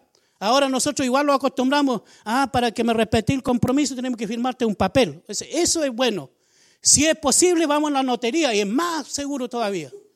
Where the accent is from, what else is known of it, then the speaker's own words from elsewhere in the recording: Temucuicui, Araucanía, Chile; yo vengo de la comunidad de Temucuicui, no entiendo. Quiero también decir, siempre lo digo igual, me siento orgulloso de ser y pertenecer a la comunidad de Temucuicui